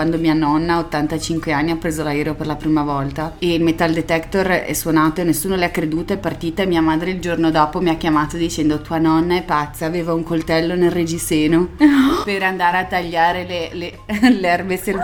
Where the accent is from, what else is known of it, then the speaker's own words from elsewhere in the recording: Genoa, Liguria, Italy; noi genovesi siamo un po'...